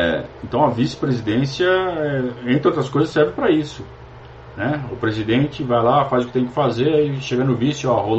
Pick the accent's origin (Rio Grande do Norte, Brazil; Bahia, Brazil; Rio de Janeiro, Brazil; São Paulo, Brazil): São Paulo, Brazil; Sorocaba; lá de Sorocaba, minha terra, Sorocaba.